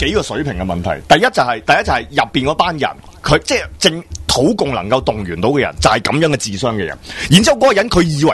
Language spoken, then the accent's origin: Cantonese; Hong Kong; 或者我土生土长喺呢个地方